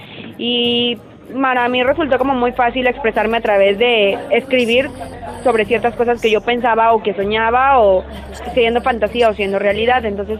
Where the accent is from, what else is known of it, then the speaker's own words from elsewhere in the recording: Tabasco, Mexico; born there; now in Monterrey, Mexico; Nací en Tabasco, pero radicó en Monterrey.